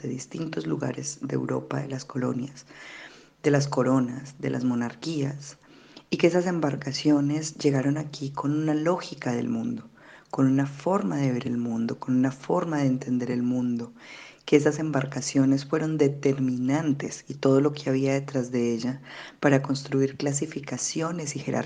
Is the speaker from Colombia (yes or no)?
yes; Colombia; born there; nací en Colombia, en lo que hoy es Colombia.